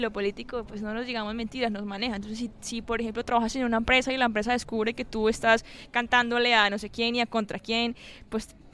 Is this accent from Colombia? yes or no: yes; Santander, Colombia; a mí como santandereana, ¿qué me corresponde? Mi páramo.